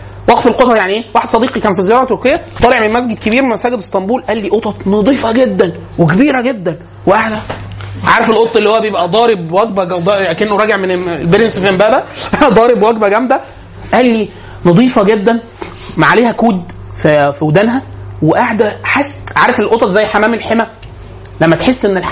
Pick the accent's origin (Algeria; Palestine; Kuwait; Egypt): Egypt; حاله من البذخ عندنا في مصر معانا فلوس كتير جدا